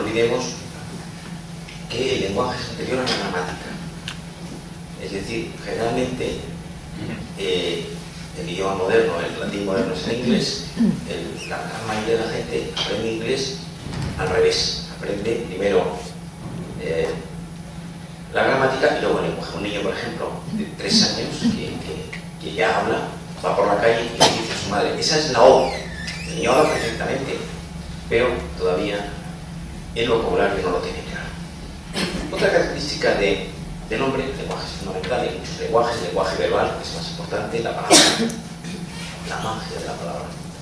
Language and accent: Spanish; Andalusia, Spain; now in Madrid, Spain